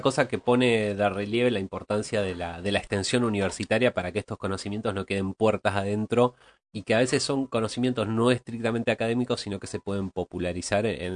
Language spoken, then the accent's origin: Spanish; Argentina; como pueblo argentino, nos falta más extraer ese conocimiento